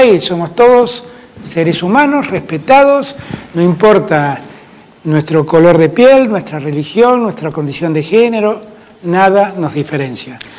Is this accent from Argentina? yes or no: yes; Argentina; en mi Argentina no hay diferencias. Somos todos argentinos, argentinas, argentines